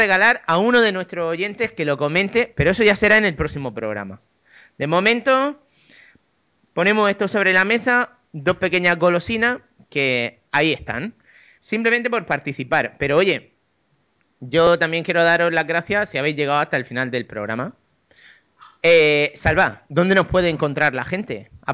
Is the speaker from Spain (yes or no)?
yes; Murcia, Region of Murcia, Spain; Sí, soy de Murcia